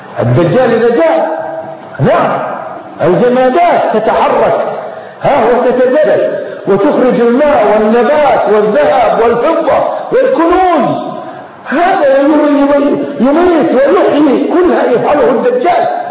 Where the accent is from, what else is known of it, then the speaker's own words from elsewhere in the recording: Kuwait; احنا عندنا في الكويت